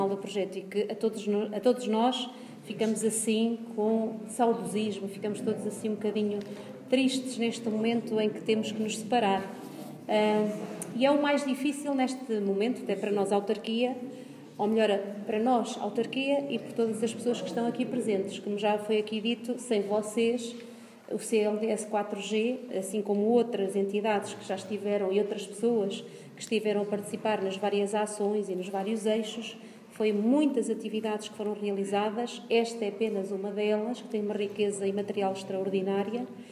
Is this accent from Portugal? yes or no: yes; Nogueirinha, Portugal; Eu sou da localidade ao lado, sou de Nogueirinha, com muito orgulho, de uma aldeia muito pequenina, em que estas histórias para mim são muito familiares.